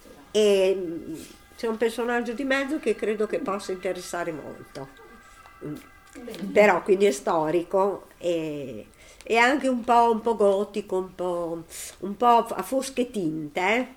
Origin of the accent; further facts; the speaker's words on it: Bologna, Emilia-Romagna, Italy; io, come mio papà, da buona bolognese, sono piena di modi di dire